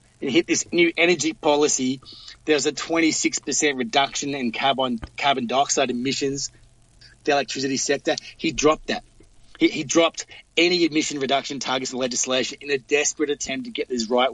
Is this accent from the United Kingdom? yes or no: no; Victoria, Australia; On Sunday, the Premier of Victoria, which is my home state, announced the plan.